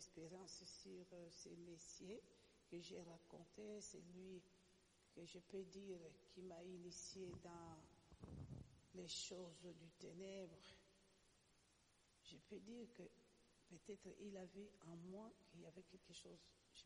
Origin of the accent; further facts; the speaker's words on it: DR Congo; parce que je suis congolaise